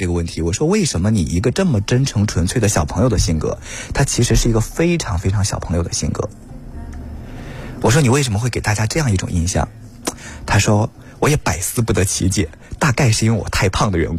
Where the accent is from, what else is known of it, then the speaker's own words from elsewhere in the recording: Weihai, Shandong, China; 我老家是山东威海，对，一个小县城啊